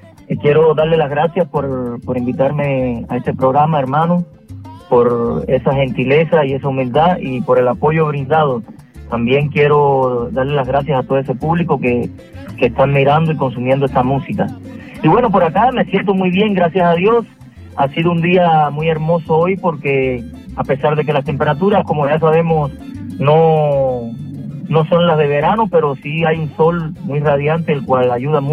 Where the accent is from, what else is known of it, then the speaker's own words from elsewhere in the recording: Cuba; now in Toronto, Canada; Quiero mandarle un saludo cordial desde aquí, desde la ciudad de Toronto y desde mi tierra, Cuba.